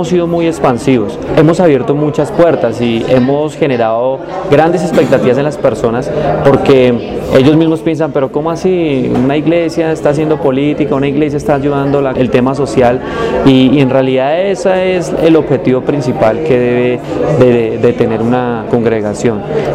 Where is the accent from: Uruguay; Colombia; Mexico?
Colombia; Soacha, Cundinamarca; also born or lived in Bogotá; Yo nací en Bogotá y fui criado en Soacha. Mi mami no me pudo tener en Soacha porque desafortunadamente no se pudo, pero me pudo tener un hospital en Bogotá, y yo fui aquí criado, aquí nacimos y aquí crecimos